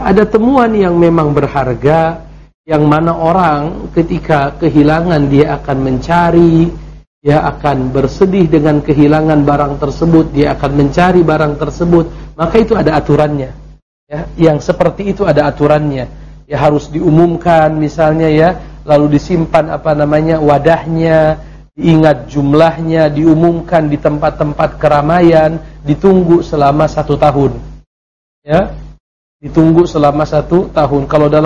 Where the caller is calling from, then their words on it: Bandung, West Java, Indonesia; Saya dari Bandung ingin bertanya